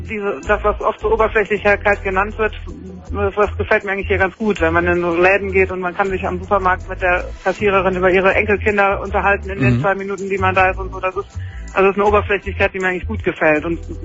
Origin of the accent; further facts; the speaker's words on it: Cologne, North Rhine-Westphalia, Germany; Und bei uns in Köln war auch um die Ecke in McDonald's